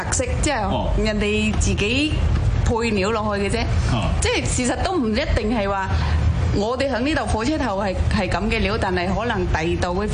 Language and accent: Cantonese; Haiphong, Vietnam; now in Hong Kong; 我系河内海防嘅。